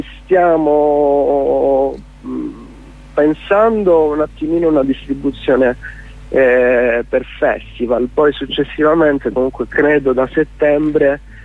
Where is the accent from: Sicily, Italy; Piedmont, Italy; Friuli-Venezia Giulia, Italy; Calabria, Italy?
Calabria, Italy; Crotone; Poi io sono di Crotone